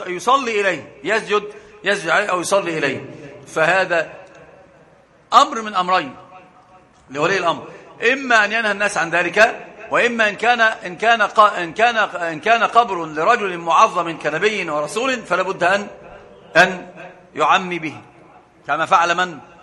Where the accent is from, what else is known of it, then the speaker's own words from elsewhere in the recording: Egypt; عندنا في مصر مثل عجيب